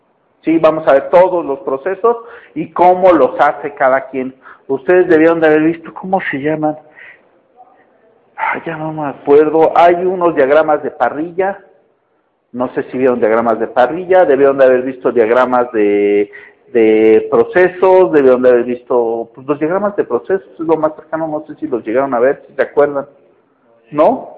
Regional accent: Mexico; Pero normalmente como mexicanos tendemos en eso.

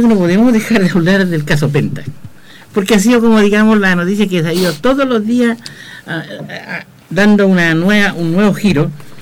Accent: Chile; lo único que hacen es creer que nosotros somos tontos los chilenos

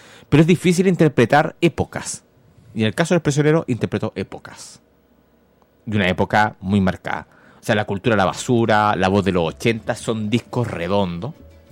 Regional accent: Concepción, Biobío, Chile; a mí, que soy penquista, me marca emociones clandestinas

